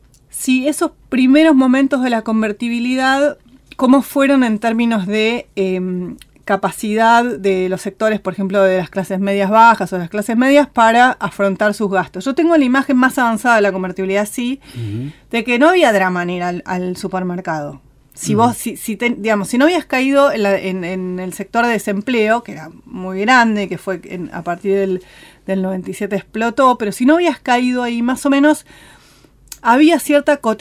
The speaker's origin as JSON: {"language": "Spanish", "country": "Argentina", "said": "Me parece que los argentinos somos, y las argentinas somos muy ombliguistas"}